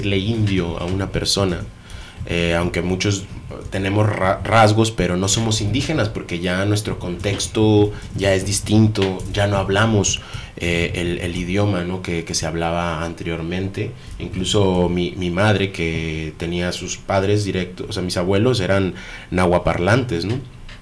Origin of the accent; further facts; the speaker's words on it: Veracruz, Mexico; incluso en México, en la parte donde yo soy, que es de Veracruz